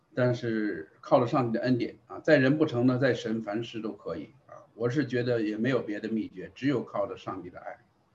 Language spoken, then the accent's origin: Chinese; North China, China; 这个像我是来自于中国啊，我是在那个环境下长大的，我的太太呢是来自于香港啊，所以我们也可以说是背景文化不太一样的啊。所以呢我是北方人